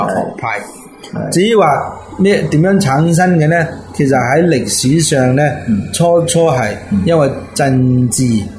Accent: China; 类似我哋中国人讲嘅龙血

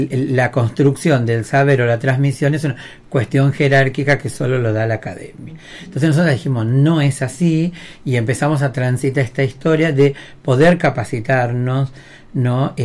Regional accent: Salta, Argentina; sería a mí, que soy salteña

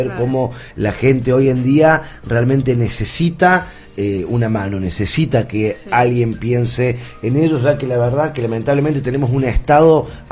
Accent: Cosquín, Córdoba, Argentina; Yo soy nacido y criado acá en Cosquín.

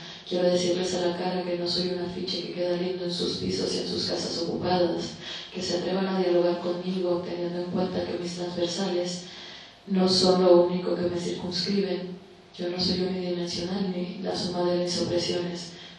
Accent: Tijuana, Baja California, Mexico; moved away; yo soy de Tijuana, del norte de México, pero no vivo ahí desde hace mucho tiempo

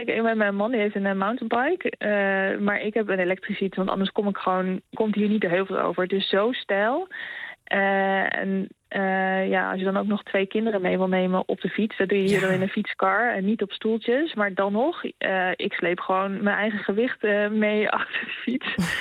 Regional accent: Netherlands; now in Norway; wij zijn natuurlijk gewoon niet gewend om zo lang in de auto te zitten voordat je ergens bent. Daar moesten wij hier wel aan wennen.

